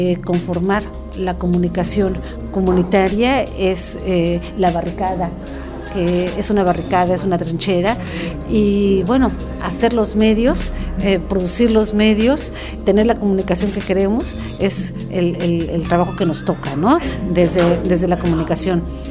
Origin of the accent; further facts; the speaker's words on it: Mexico; soy una periodista mexicana